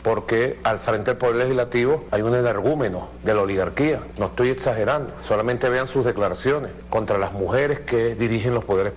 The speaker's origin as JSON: {"language": "Spanish", "country": "Venezuela", "said": "Y yo lo repudio, primero como venezolano, como ser humano de esta patria"}